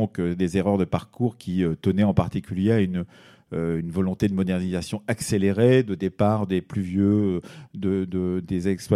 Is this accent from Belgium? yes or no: no; Nouvelle-Aquitaine, France; j'ai grandi dans le milieu rural dans les années 60, je suis né en 1960 dans le Poitou, qui n'est pas exactement la même région qu'ici